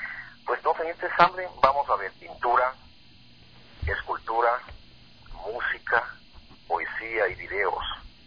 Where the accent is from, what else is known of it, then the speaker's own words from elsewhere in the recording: Ecuador; es un propósito importante de reconciliarnos como ecuatorianos